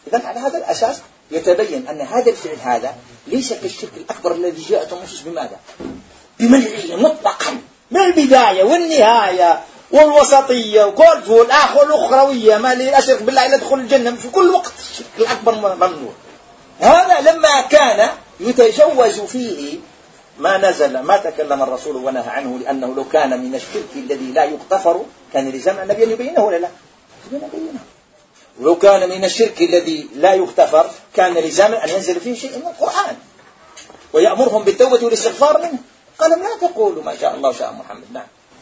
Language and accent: Arabic; Algeria; احنا جزائريين نقول